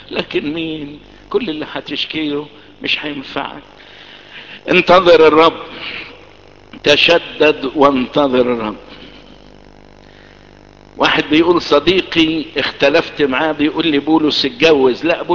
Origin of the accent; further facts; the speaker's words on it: Egypt; وازاي يتقال الكلام ده في القرن العشرين في بلدنا مصر واحنا اصل البلد